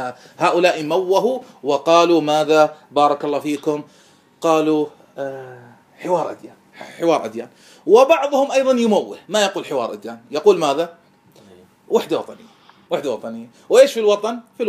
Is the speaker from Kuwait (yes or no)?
yes; Kuwait; أنا كويتي والرافض كويتي